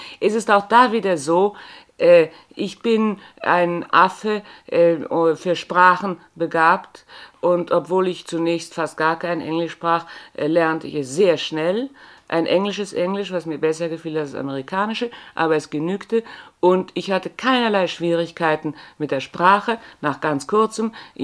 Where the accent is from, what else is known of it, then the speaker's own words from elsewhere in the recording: Bavaria, Germany; accent: Bavarian; ich kann schon noch das Bayerische, gell? Sie kann schon noch, aber merken tut man es nicht mehr. Ich bin also eine bayerische Landperson